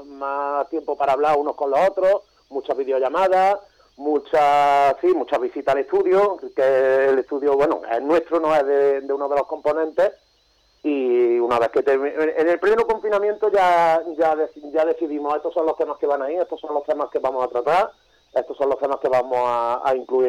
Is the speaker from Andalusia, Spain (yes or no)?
yes; Córdoba, Andalusia, Spain; De Córdoba, Córdoba.